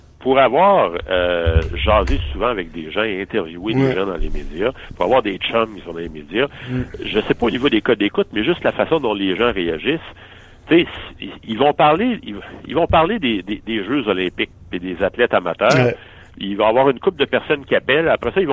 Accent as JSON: {"language": "French", "town": "Quebec City", "region": "Quebec", "country": "Canada", "said": "Mais je vous dirais que même moi, je suis originaire"}